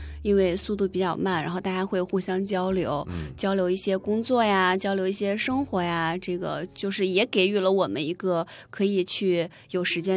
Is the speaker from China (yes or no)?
yes; China; 作为一个中国人